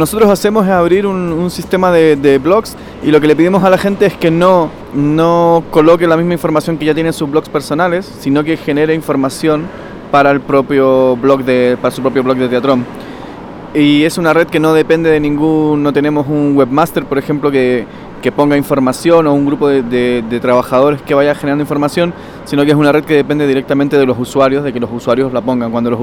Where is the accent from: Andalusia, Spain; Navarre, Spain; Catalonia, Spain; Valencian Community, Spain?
Catalonia, Spain; Barcelona; vengo de Barcelona